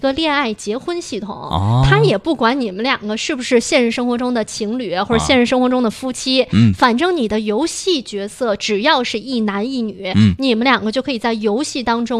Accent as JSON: {"language": "Chinese", "region": "Beijing", "country": "China", "accent": "Beijing dialect", "said": "我对我的北京土话非常有信心。"}